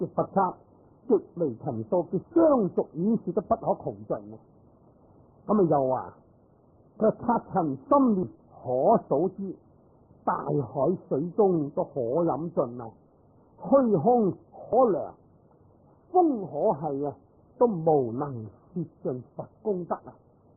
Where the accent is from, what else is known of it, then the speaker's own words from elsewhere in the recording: China; 咁其实我哋中国人呢读我哋